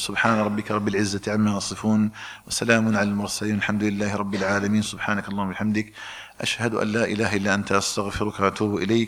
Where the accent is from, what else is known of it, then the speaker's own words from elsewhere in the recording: Algeria; نسأل الله تبارك وتعالى أن يجعل بلدنا الجزائر آمنا مطمئنا وسائر بلاد المسلمين.